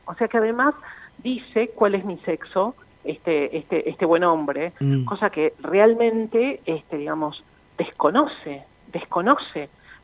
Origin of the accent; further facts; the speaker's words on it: Salta, Argentina; now in Buenos Aires, Argentina; yo vivo en la ciudad de Buenos Aires ahora, pero nací y crecí en Salta hasta que mi familia migró a la ciudad de Buenos Aires. Migramos todos juntos por cuestiones laborales y de ellos, de mis padres.